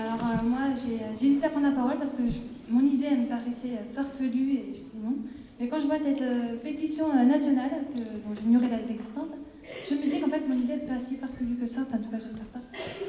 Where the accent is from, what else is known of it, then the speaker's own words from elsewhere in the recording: Albi, Occitanie, France; Je viens d'Albi, je suis venue ici, c'est vraiment parce que l'université me plaisait.